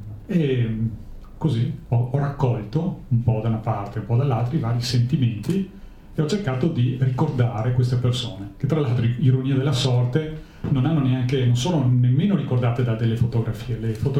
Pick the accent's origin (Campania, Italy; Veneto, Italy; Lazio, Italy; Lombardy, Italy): Veneto, Italy; Venice; Io vengo da Venezia, sono veneziano, però ho sposato una montanara dell'altopiano di Asiago.